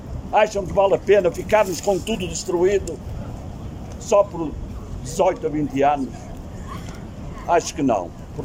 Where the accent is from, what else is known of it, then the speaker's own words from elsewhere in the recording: Penafiel, Norte, Portugal; as pessoas achem que eu que sou do Penafiel